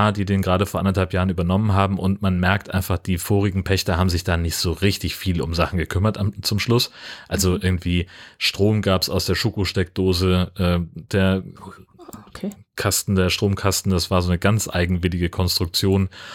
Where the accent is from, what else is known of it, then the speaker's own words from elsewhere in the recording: Hesse, Germany; Ja, ich bin ja in Hessen aufgewachsen